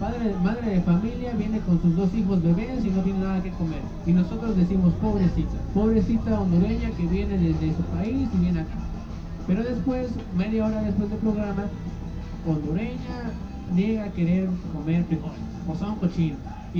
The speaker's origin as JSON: {"language": "Spanish", "country": "Mexico", "said": "nosotros también como mexicanos muchas veces despreciamos también esa cuestión de los frijoles"}